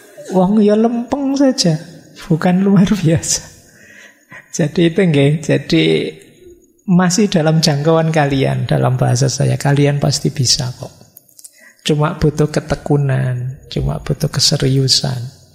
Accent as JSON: {"language": "Indonesian", "region": "Java", "country": "Indonesia", "said": "Ya kebetulan saya orang Jawa, jadi lebih passion kalau filosofi-filosofi Jawa."}